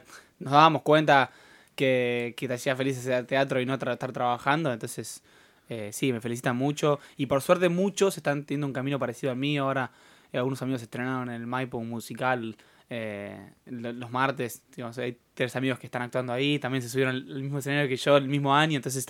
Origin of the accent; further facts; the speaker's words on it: San Isidro, Buenos Aires Province, Argentina; O sea, en Capital y San Isidro, que yo soy de San Isidro, siempre quiere venir mi vieja.